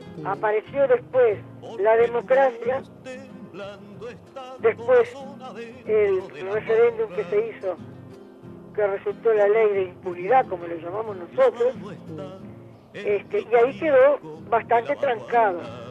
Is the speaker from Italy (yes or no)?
yes; Italy; porque yo soy italiana